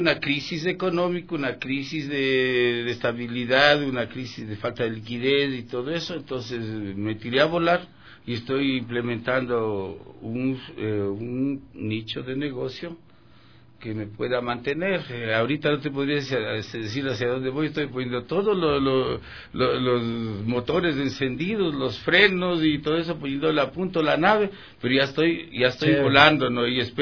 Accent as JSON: {"language": "Spanish", "country": "Ecuador", "said": "Nos quitemos de eso como ecuatorianos"}